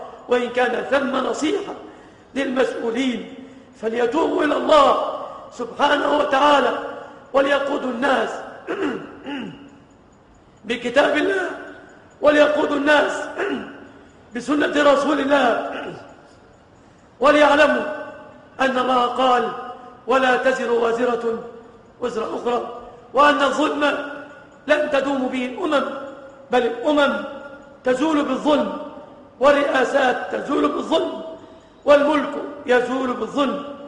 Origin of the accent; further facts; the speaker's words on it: Egypt; بلادنا مصر